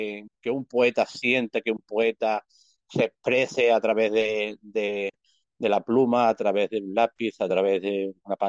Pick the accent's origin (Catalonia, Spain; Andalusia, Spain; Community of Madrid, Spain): Andalusia, Spain; Málaga; malagueño de 54 años, a punto de cumplirlo ahora en mayo